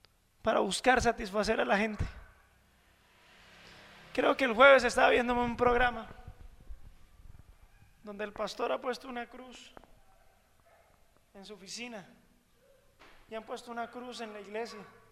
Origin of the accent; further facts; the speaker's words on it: Colombia; aunque somos colombianos